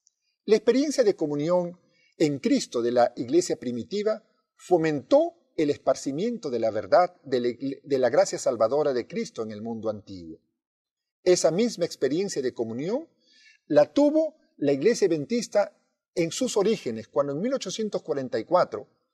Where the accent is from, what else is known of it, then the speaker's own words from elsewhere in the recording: Peru; also born or lived in Argentina / Mexico; Esto ocurrió no solamente en mi país de origen, en el Perú, sino también en la Argentina y en México.